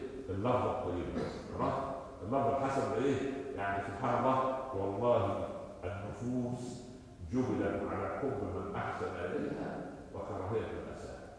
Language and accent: Arabic; Upper Egypt, Egypt; عندنا في الصعيد